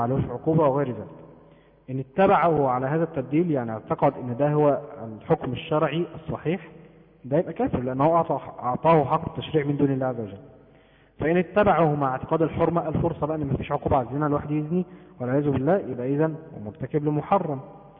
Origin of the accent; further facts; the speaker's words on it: Egypt; زي عندنا في مصر